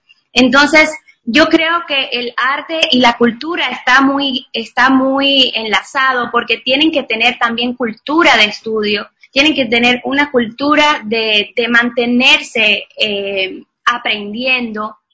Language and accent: Spanish; Cuba; now in Ecuador; Soy cubana, ya llevo unos 9 años viviendo aquí en Ecuador, que me ha acogido como mi segundo hogar.